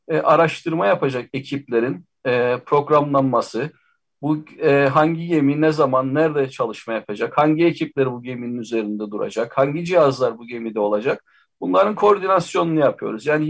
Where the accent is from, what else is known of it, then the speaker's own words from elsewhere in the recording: Cyprus; Ben bir adalıyım, Kıbrıslıyım. Denizin içinde doğduk denebilir aslında.